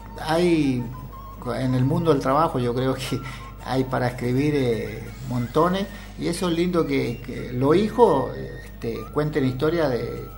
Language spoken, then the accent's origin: Spanish; Chile; moved away; mi pequeña historia de cuando vine con Mirta de Chile, que éramos muy, muy jovencitos